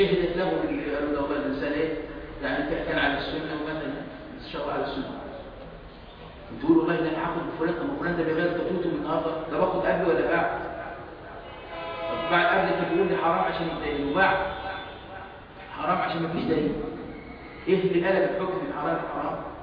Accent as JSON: {"language": "Arabic", "country": "Egypt", "said": "عندنا في مصر مشايخ على السنة؟"}